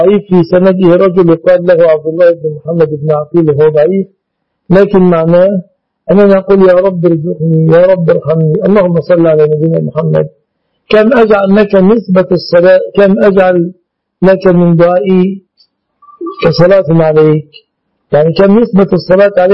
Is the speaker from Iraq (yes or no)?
no; Egypt; أنا كمستخدم مصري لن أشتري أدويتكم